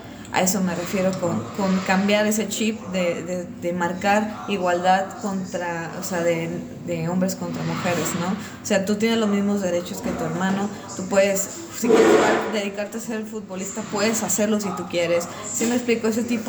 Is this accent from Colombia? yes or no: no; Mexico; De repente en los conciertos estábamos hablando, venimos de México